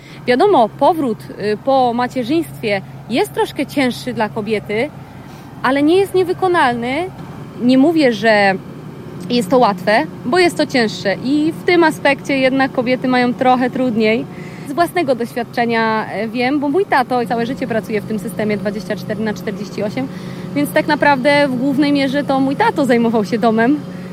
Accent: Subcarpathian Voivodeship, Poland; Pochodzę z Podkarpacia, z małej wsi. Jesteśmy właśnie z małej miejscowości, w której wszyscy się też znają.

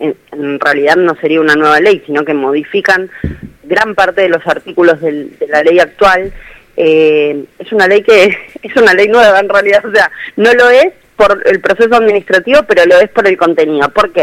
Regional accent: Buenos Aires, Argentina; porque yo, por ejemplo, soy de la Ciudad Autónoma de Buenos Aires

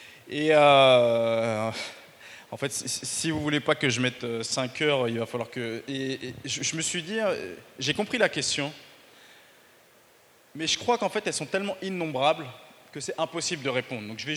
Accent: France; je suis un vrai Français

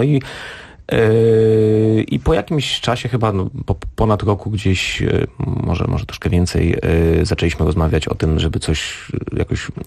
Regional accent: Szczecin, West Pomeranian Voivodeship, Poland; akurat byłem w Szczecinie, skąd pochodzę

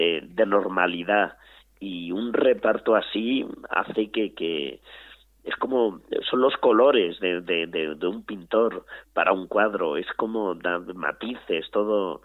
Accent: Alcázar de San Juan, Castilla-La Mancha, Spain; en mi pueblo, Alcázar de San Juan, un pueblo de... Bueno, es una ciudad, no yo digo pueblo porque me gusta decir pueblo

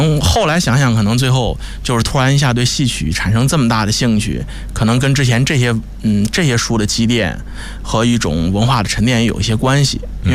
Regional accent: Xi'an, Shaanxi, China; 我是西安人。

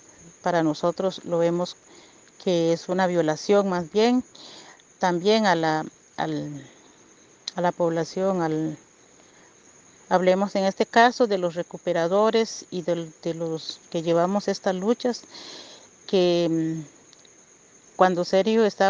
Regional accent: Río Azul, Puntarenas, Costa Rica; soy de la comunidad de Río Azul, del territorio indígena de Salitre.

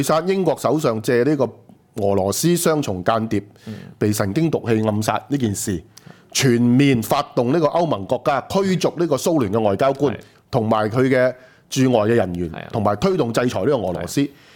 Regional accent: Hong Kong; 我就話1997到2005年香港管治失敗，我哋香港人會歸咎於係

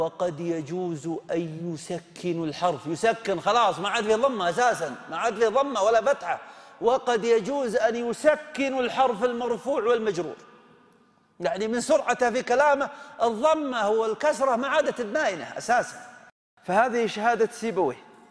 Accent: Saudi Arabia; لذلك رأينا عندنا في السعودية

